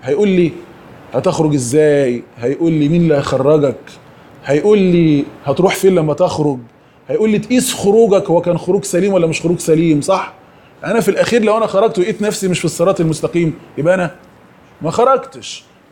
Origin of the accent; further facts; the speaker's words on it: Egypt; انا نفسي في برنامج تلفزيوني كان في قناة امجاد عندنا في مصر،